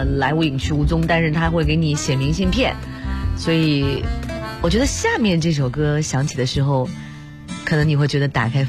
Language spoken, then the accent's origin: Chinese; China; 这是我们中国人最重要的一个时间哈